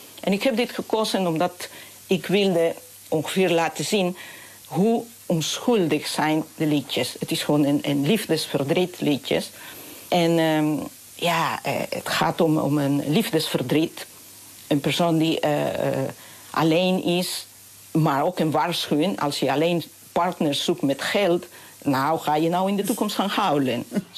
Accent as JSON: {"language": "Dutch", "town": "Huancayo", "region": "Junín", "country": "Peru", "tie": "born or raised there", "also_born_or_lived": "Lima", "second_language": "Dutch", "said": "Dat zijn de liedjes dat ik ben opgegroeid toen ik in Huancayo woonde. Maar later ben ik dus naar de universiteit in Lima gegaan."}